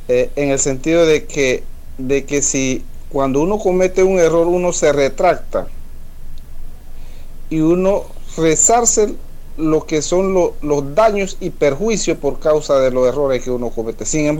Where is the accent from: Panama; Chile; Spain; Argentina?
Panama; hace 114 años que supuestamente nos incorporamos como panameños, nos declararon ignorantes, salvajes, a nuestro ancestro originario y nos incorporaron ahora como panameños.